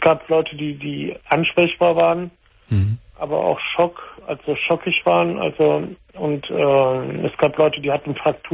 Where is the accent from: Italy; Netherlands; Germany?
Italy; aber ich bin Italiener.